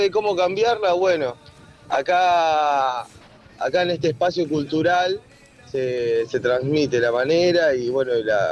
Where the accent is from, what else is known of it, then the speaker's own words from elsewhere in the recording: Mar Azul, Buenos Aires Province, Argentina; Bueno, nosotros somos oriundos de Villa Gesell, específicamente del pueblo de Mar Azul.